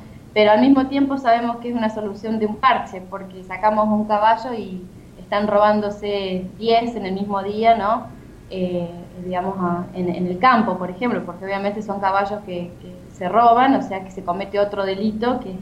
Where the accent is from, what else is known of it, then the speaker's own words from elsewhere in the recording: Argentina; eso es lo que ocurre en mi país. Acá tenemos los caballos que están en la ciudad